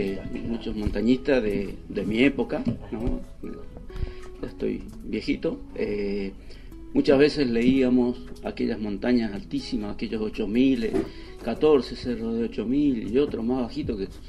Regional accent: Mendoza, Argentina; born there; soy nacido en Mendoza.

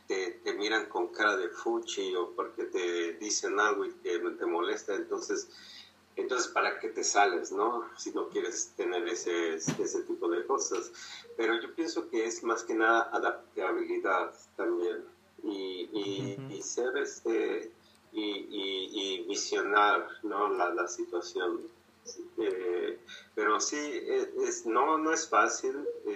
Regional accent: Mexico; tenemos como mexicanos nos pintan de cierta manera en el extranjero

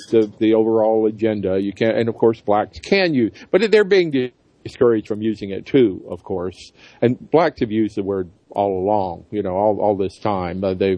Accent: the South, United States; That's the way it was, you know, growing up in the South.

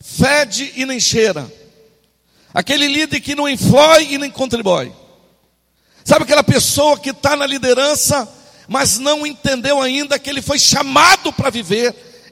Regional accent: Santarém, Pará, Brazil; eu sou natural de Santarém, para os que não me conhecem, eu tenho 24 anos que eu caminho na minha fé, nasci em uma célula, há 24 anos atrás, em uma das nossas células

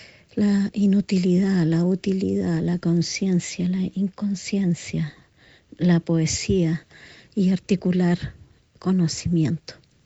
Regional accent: Chile; also born or lived in Santiago / Europe / New Zealand; soy investigadora de danza y arte, soy chilena

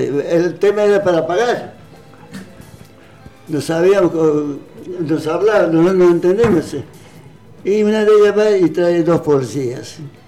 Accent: Cochabamba, Bolivia; first language Quechua; nosotros somos bolivianos, somos de Cochabamba.

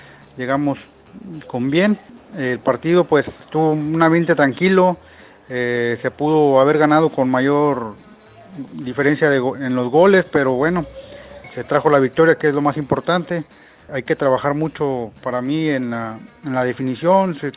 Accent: Tampico, Tamaulipas, Mexico; de Tampico. Les platico que la banda de acá del sur de Tamaulipas

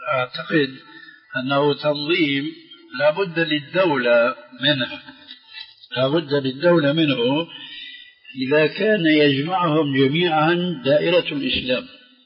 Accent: Syria

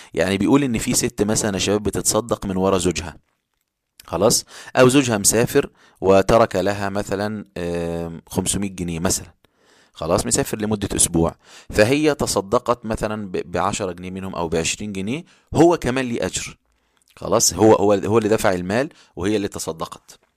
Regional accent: Upper Egypt, Egypt; وحتى في القرى عندنا في الصعيد يذهب ناس يعني كثير جدا يفطرون الصائمين

